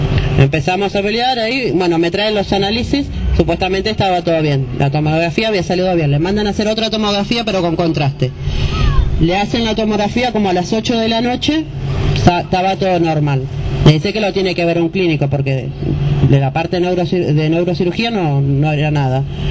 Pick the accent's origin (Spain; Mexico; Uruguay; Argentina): Argentina; José C. Paz, Buenos Aires Province; porque nosotros somos de José C. Paz.